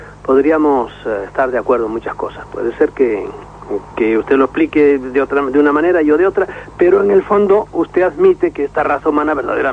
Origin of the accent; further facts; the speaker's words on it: Galicia, Spain; parece que tengo algún acentito, pero nada, soy gallego químicamente puro.